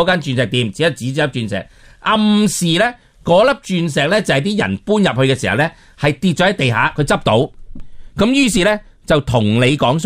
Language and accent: Cantonese; Hong Kong; 咧我哋香港人去到日本咧，而家有少少被歧视啦。